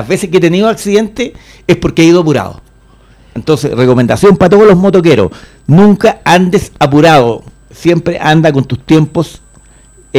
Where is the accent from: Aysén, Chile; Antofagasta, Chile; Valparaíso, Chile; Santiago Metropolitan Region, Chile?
Santiago Metropolitan Region, Chile; Puente Alto; Estudié de kindergarten a cuarto medio en la Escuela Consolidada de Puente Alto, así que soy un puentealtino y lo digo con orgullo. En cualquier parte de Chile donde voy, soy nacido y criado en Puente Alto